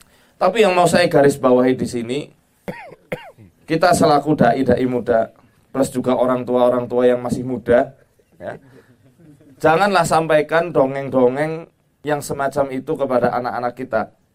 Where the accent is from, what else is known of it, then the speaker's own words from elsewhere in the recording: Banyumas, Central Java, Indonesia; di daerah saya di Banyumas itu, kalau antum pernah ke daerah Banyumas